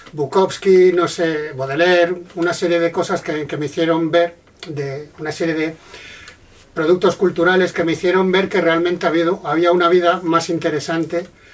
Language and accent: Spanish; Galicia, Spain; now in Seville, Spain; soy periodista musical, llevo 7 años viviendo en Sevilla, pero en realidad soy gallego.